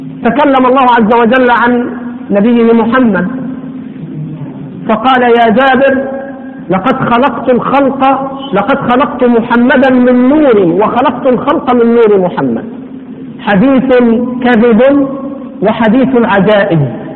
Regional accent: Upper Egypt, Egypt; والله أنا مصري وأصل من الصعيد، ها أصل من الصعيد لكن صعيد أبيض يعني

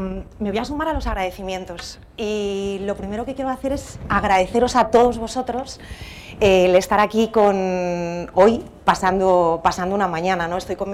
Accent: Madrid, Community of Madrid, Spain; accent: Castilian; Como veis, acento no tengo. Llevo toda la vida viviendo en Madrid, así que tengo un acento un poco más castellano, pero la realidad es que mi familia es de aquí, es de Sevilla, toda mi familia es de Andalucía

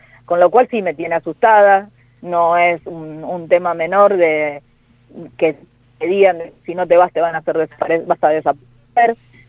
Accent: Rosario, Santa Fe, Argentina; yo soy rosarina

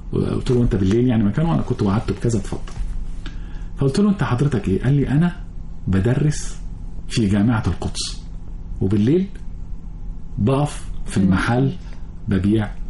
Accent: Egypt; فلقيته أول ما عرف من اللكنة بتاعتي إن أنا مصري. نحن لكنتنا معروف

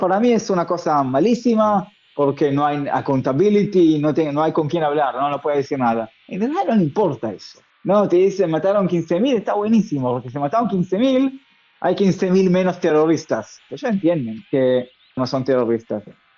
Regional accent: Israel; Yo soy primero israelí y después periodista.

